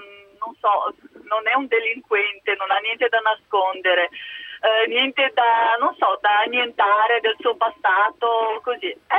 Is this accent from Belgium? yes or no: no; Moldova; now in Italy; Sono Moldava.